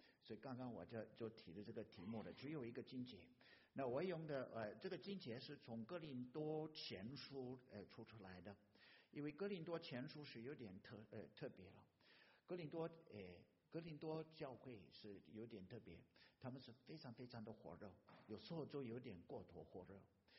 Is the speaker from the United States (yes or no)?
yes; United States; Chinese is a second language; also born or lived in Taiwan; 弟兄姐妹，我是土生土长的美国人啊